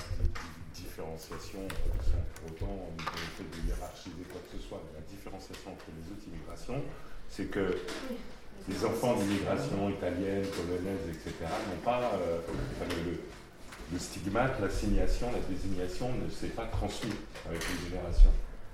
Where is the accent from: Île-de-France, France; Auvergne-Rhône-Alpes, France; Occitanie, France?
Île-de-France, France; Paris; je suis né à Paris, j'ai immigré du 18e Barbès, j'ai traversé la Seine, j'étais dans le sud de l'Essonne. Pour autant, je suis né en France, français depuis